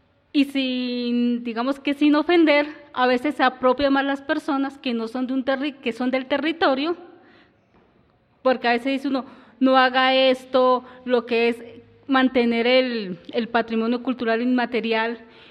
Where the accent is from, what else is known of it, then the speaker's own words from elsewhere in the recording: Cúcuta, Norte de Santander, Colombia; de donde yo soy, de Cúcuta, no le decimos plaza de mercado, sino le decimos el mercado. Yo trabajé en el mercado de las Angustias de Cúcuta.